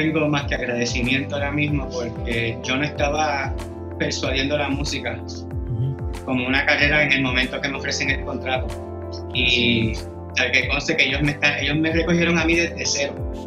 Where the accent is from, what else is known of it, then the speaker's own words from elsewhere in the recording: Puerto Rico; now in Mexico City, Mexico; yo estoy en la Ciudad de México y, ¿sabes?, los mexicanos ahí me han tratado, pero de que con demasiado amor, y no habemos muchos puertorriqueños en la ciudad